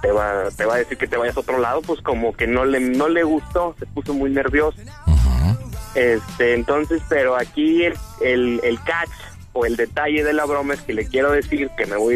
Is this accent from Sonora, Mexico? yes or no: no; Reynosa, Tamaulipas, Mexico; now in Monterrey, Mexico; Ah, porque yo nací aquí en Monterrey, pero a los 10 meses de nacido me fui a vivir a Reynosa con mis papás.